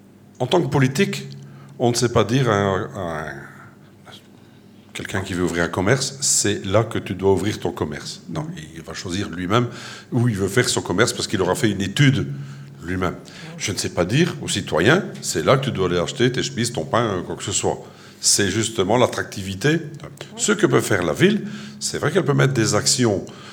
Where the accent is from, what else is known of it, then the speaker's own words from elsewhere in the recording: Le Touquet, Hauts-de-France, France; je suis originaire du Touquet.